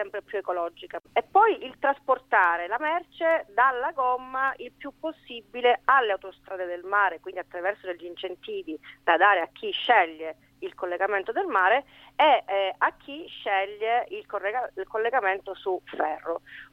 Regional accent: Sicily, Italy; anche da siciliano ho seguito per le imprese che hanno, insomma, queste difficoltà, e anche nella mia regione

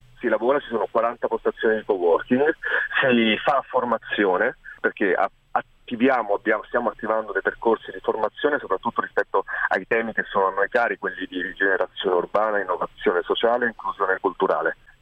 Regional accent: Naples, Campania, Italy; Per esempio a Bagnoli, da napoletano, un luogo come questo, di carattere internazionale

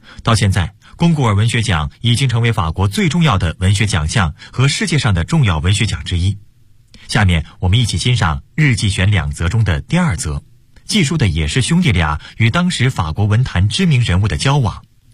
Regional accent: Beijing, China; 作为北京人，我们每个人都喝过密云水库的水

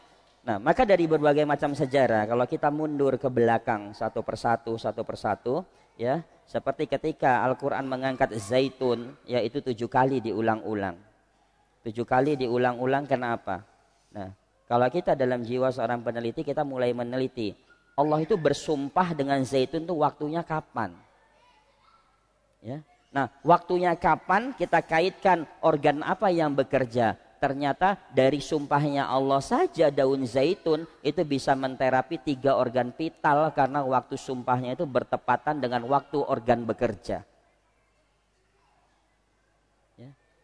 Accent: Medan, North Sumatra, Indonesia; Saya orang Medan, ya.

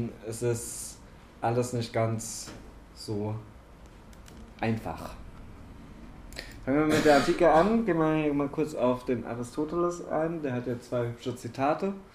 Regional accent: Baden-Württemberg, Germany; also ich komme aus Baden-Württemberg, da gibt es deutlich mehr Feiertage als hier.

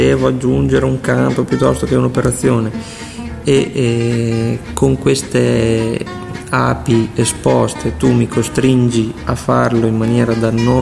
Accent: Casalecchio di Reno, Emilia-Romagna, Italy; Noi che siamo di Casalecchio.

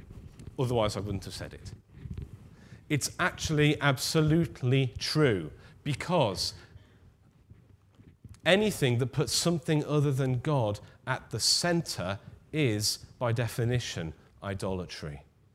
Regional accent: North West England, United Kingdom; I, as many of you will know, am a passionate Liverpool supporter, born and bred on Merseyside.

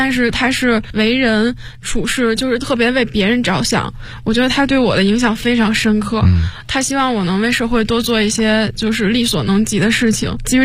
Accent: Beijing, China; 我是北京长大的孩子嘛，从小到大其实没有经历过太多挫折的。

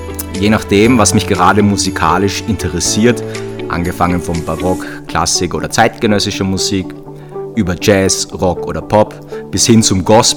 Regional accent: Graz, Styria, Austria; Also aufgewachsen und geboren in Graz, Schule in Graz, studiert in Graz und jetzt noch immer in Graz.

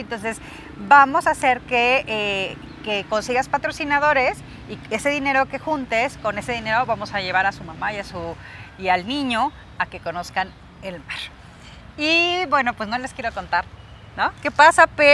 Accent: Michoacán, Mexico; nos vamos a mi tierra, Michoacán

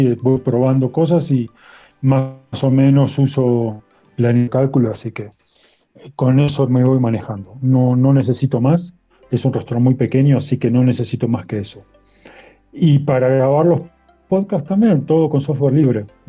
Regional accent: Argentina; now in Cusco, Peru; No, soy argentino. Aunque vivo en Perú, vivo en Cusco.

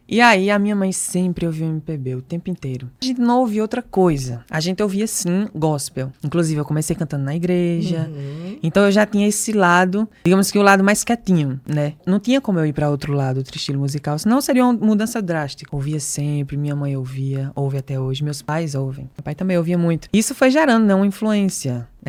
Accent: Arcoverde, Pernambuco, Brazil; Eu sou lá do interior de Pernambuco, né? Uma cidade chamada Arcoverde, bem pequenininha.

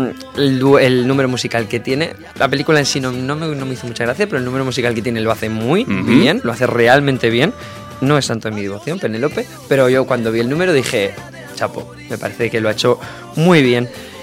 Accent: Santander, Cantabria, Spain; now in Barcelona, Spain; ya sabéis que yo soy de Santander

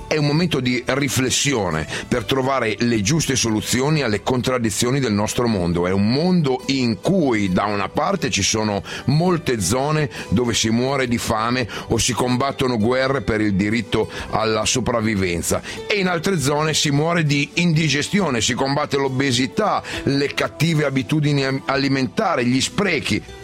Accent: Milan, Lombardy, Italy; è arrivato il grande giorno che io da milanese annuncio con orgoglio.

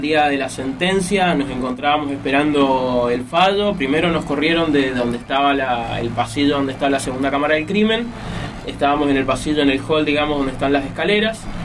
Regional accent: Mendoza, Argentina; tenemos que estar dispuestos como mendocinos a dar ese salto cualitativo

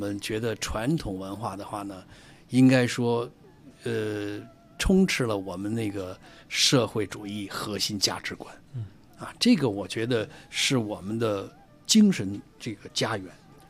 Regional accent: China; 我们国家的非遗之路就是从昆曲这儿开始的、所以也是非常的一个荣誉，也是我们中国人的荣耀。

